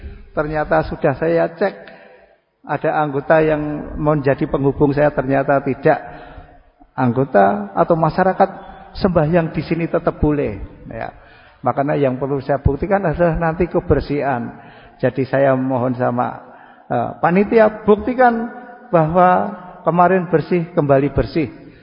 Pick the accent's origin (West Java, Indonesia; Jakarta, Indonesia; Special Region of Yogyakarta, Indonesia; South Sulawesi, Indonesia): Special Region of Yogyakarta, Indonesia; Bantul; tapi saya isih gratul-gratul masih bisa bahasa Jawa. Karena aslinya saya yang wong Bantul.